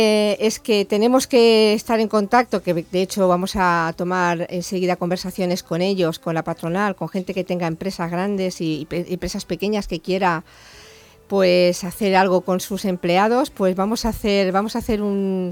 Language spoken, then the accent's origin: Spanish; Ontinyent, Valencian Community, Spain; porque yo soy de Ontinien